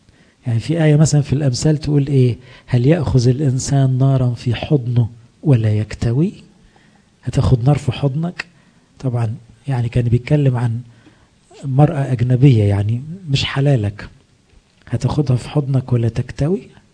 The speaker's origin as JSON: {"language": "Arabic", "country": "Egypt", "said": "مشكلتنا كمصريين كمان ان احنا نتحسر على روحنا بسرعة"}